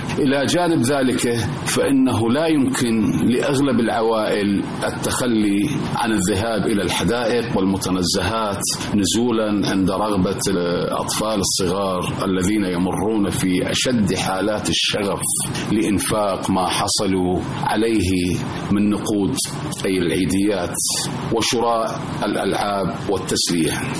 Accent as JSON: {"language": "Arabic", "country": "Iraq", "said": "ولعل أبرز العبارات المتداولة عندنا في العراق في ذلك اليوم"}